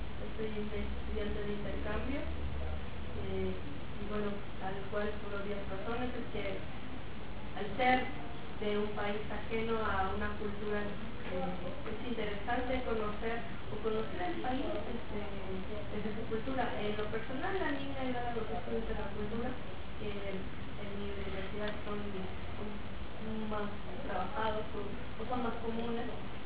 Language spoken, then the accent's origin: Spanish; Mexico; now in Argentina; De México.